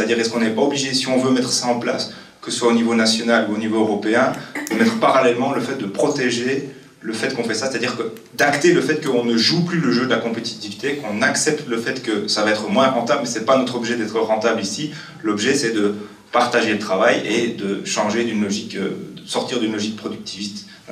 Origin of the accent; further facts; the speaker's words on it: Liège, Wallonia, Belgium; moi je viens de Liège